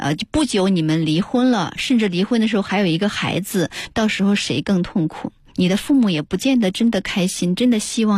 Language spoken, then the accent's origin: Chinese; China; 我们身为中国人，尤其是身为中国人生的孩子哈